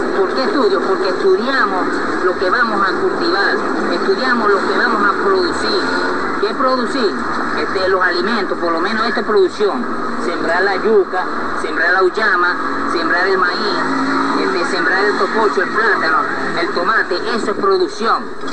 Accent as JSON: {"language": "Spanish", "town": "Maracaibo", "region": "Zulia", "country": "Venezuela", "said": "por lo menos yo soy de Maracaibo, de San Francisco, del Estado Zulia, que venimos del Estado Zulia a apoyar al camarada"}